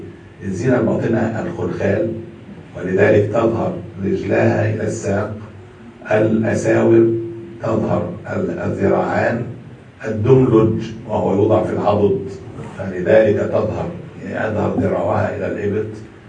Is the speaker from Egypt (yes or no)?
yes; Egypt; وموجود عندنا في مصر